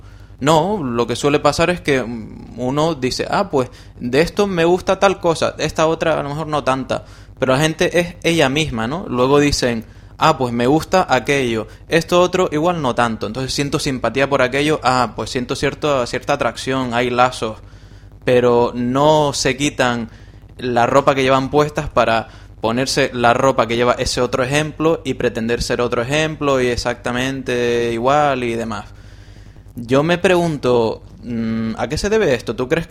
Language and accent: Spanish; Canary Islands, Spain; no somos, el ser canario no equivale al ser murciano